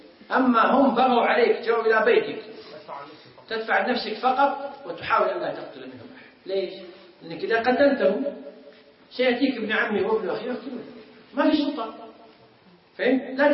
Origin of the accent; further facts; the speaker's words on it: Kuwait; عندنا في الكويت قبل أكثر من 10 سنوات